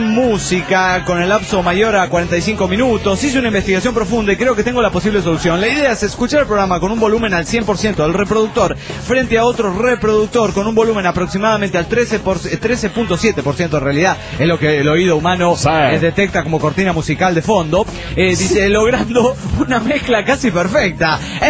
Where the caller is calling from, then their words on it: Querétaro, Mexico; de Querétaro, México.